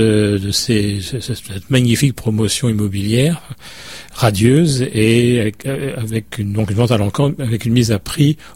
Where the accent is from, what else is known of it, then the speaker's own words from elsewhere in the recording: France; Moi, je viens de France, j'habite à côté de Lyon